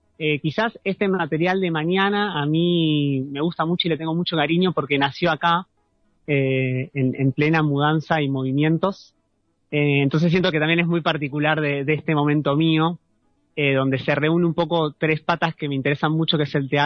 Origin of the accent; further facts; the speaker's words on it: Ramos Mejía, Buenos Aires Province, Argentina; justo yo llegué hace poquito acá al Valle, vengo de la provincia de Buenos Aires, Ramos Mejía